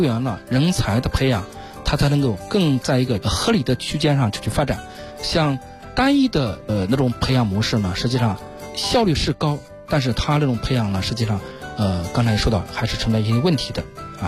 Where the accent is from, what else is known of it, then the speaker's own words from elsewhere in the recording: China; 实际这一块我们中国人啊，可能从古至今啊，就有一点重文轻武的一种理念